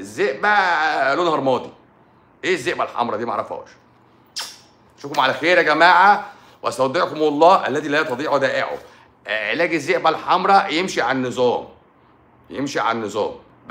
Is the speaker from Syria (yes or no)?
no; Egypt